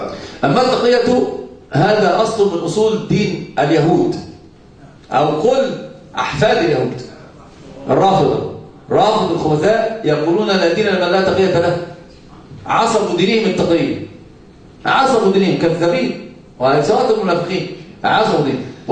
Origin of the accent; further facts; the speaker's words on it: Egypt; عندنا في مصر يسمونها دب نكته